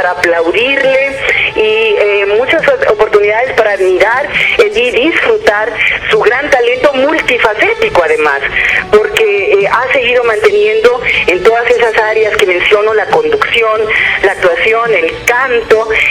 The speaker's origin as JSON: {"language": "Spanish", "country": "Mexico", "said": "no solamente aquí en mi país, en México, sino de todo el continente latinoamericano y del mundo entero."}